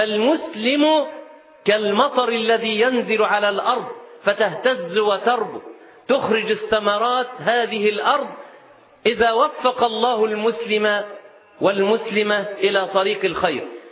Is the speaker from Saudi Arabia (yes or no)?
no; Nazlet Khayal, Sharqia Governorate, Egypt; وقريتنا اسمها نزلة خيال في محافظة الشرقية، مركز أبو كبير.